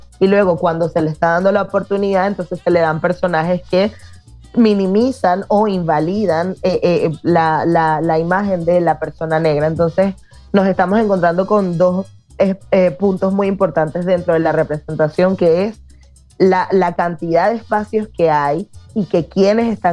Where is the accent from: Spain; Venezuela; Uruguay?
Venezuela; y las tres somos venezolanas